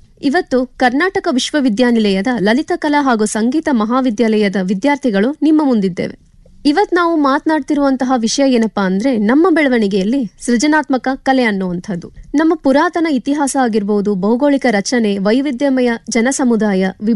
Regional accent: Jamkhandi, Karnataka, India; ನನ್ನ ಊರು ಬಾಗಲಕೋಟ್ ಜಿಲ್ಲೆ, ಜಮಖಂಡಿ ತಾಲೂಕು. ನಾನು ಅಲ್ಲಿಂದ ಇಲ್ಲಿಗೆ ಬರೋದಕ್ಕೆ ಕಾರಣ ಏನು ಅಂತಂದ್ರೆ ಸಂಗೀತ.

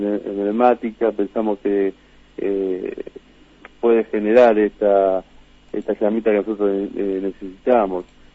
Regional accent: Mercedes, Buenos Aires Province, Argentina; also born or lived in Córdoba; Yo soy de Mercedes, digamos, vivo hace muchísimos años en Mercedes, pero soy nacido en Córdoba.

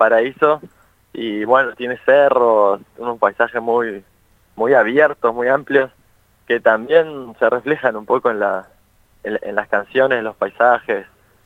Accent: Chubut, Argentina; Somos oriundos de Patagonia, de Chubut.

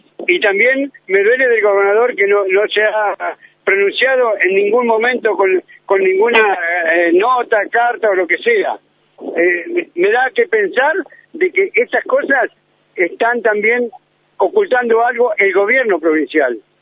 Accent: Argentina; porque soy argentino y soy ciudadano de esta ciudad.

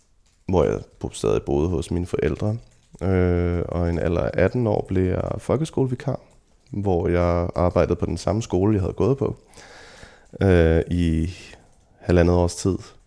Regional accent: Kikkesåby, Zealand, Denmark; also born or lived in Copenhagen; jeg blev født i København, men at jeg har vokset op ude i Lejre Kommune i en lille landsby, der hedder Kikkesåby, hvor jeg tilbragte mange af de første år af mit liv.

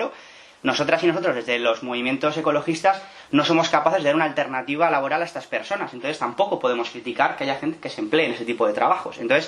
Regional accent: Madrid, Community of Madrid, Spain; now in Pamplona, Spain; yo, aunque vivo en Iruña, soy madrileño

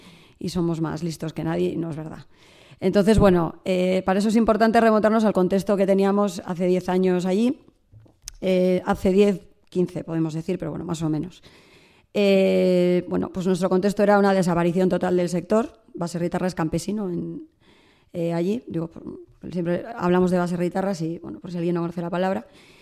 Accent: Ermua, Basque Country, Spain; yo soy de Ermua, en Vizcaya, y la apuesta ahora mismo de mi pueblo es cerrar

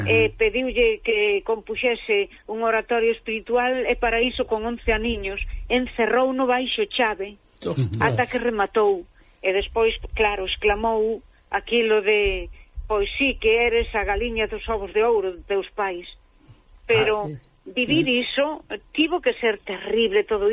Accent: Galicia, Spain; Pois aí estamos, name como dous galegos, un galego e unha galega na mesma onda

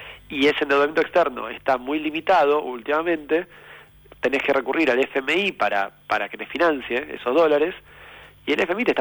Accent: Argentina; como argentinos y argentinas, decidimos votar un gobierno distinto

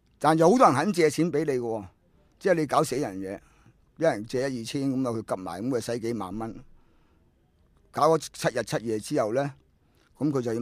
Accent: Hong Kong; 我都系香港人啦，五代香港人

